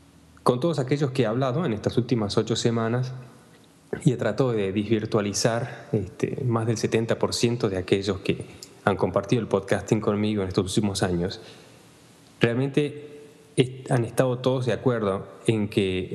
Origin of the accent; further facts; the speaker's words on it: Argentina; moved away; desde hace más de 15 años, desde que salí de Argentina, idas y vueltas, y siempre estás extrañando a alguien o te falta algo